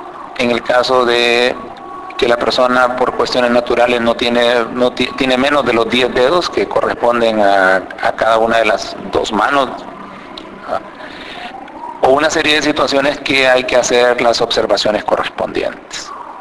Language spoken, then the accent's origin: Spanish; Honduras; Soy técnico registral hondureño.